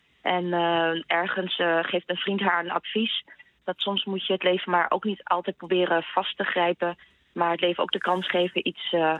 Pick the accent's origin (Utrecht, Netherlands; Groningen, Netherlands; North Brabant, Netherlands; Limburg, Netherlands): Groningen, Netherlands; ook al ben ik in Groningen opgevoed